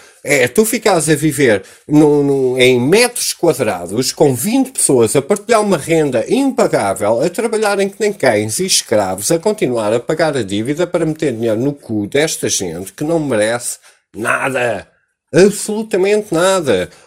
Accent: Portugal; Foda-se, eu sou português, este terreno pertence a todos nós

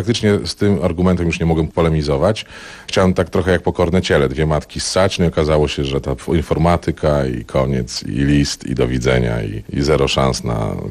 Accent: Lower Silesian Voivodeship, Poland; Nie, ja jestem z Dolnego Śląska, a na Górnym Śląsku skończyłem.

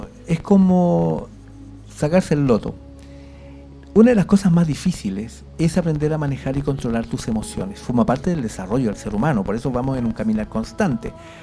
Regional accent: Chile; Nosotros somos responsables, los chilenos.

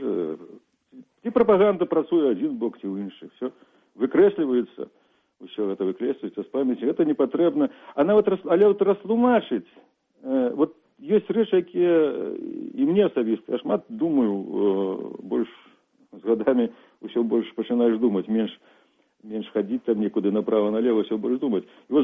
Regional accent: Kreva, Grodno Region, Belarus; я ўспамінаю Крэва, скажам, за савецкім часам, калі жывых у самім Крэве, у маёй роднай вёсцы, у маёй мястэчку

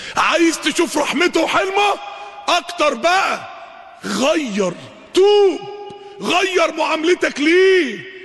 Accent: Mansoura, Dakahlia, Egypt; اقبل عندنا في المنصورة

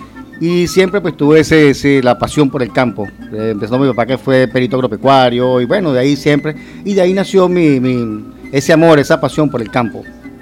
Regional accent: El Tocuyo, Lara, Venezuela; now in Portuguesa, Venezuela; Mira, soy nativo del Tocuyo, venido para acá hace muchos años, trajo mi papá acá para Portuguesa.

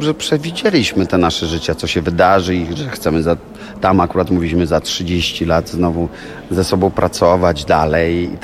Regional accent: Łódź, Łódź Voivodeship, Poland; w Łodzi, no bo stamtąd jestem

